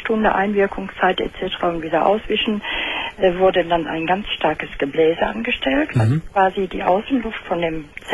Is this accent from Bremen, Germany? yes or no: no; Dortmund, North Rhine-Westphalia, Germany; Ja, nach Dortmund.